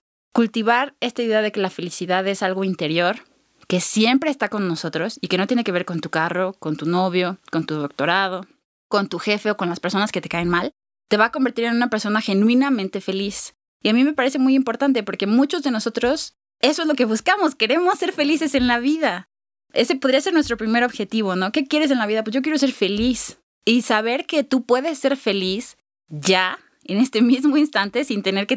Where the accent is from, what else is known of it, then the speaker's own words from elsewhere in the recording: Mexico; nosotros como mexicanos sabemos lo que no es tener paz